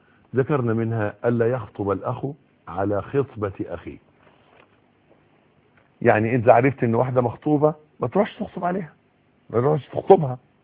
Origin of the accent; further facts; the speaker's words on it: Egypt; يبدو الوضع عندنا في مصر، وانا بتكلم على اللي اعرفه